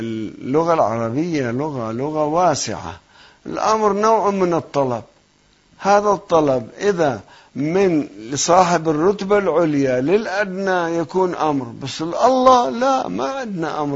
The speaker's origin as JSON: {"language": "Arabic", "region": "South Governorate", "country": "Lebanon", "tie": "born or raised there", "lives_now": "Qom, Iran", "said": "أنا من قريتنا في لبنان فوق صور ما أعرضت عنها، يمكن يأتي وقت أني أسكن فيها"}